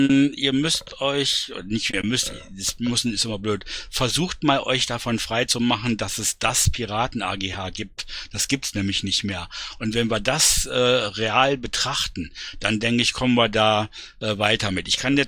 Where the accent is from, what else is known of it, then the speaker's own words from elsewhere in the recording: Berlin, Germany; Also ich kann dazu sagen, als Berliner, es ist sogar noch ein Stückchen positiver, als du es dargestellt hast.